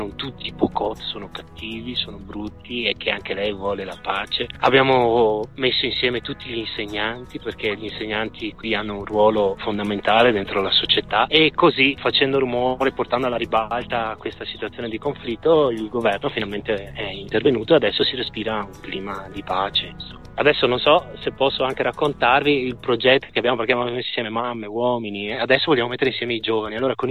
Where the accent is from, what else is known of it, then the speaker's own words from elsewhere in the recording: Veneto, Italy; E io da italiano, da veneto, ho cominciato a fare i conti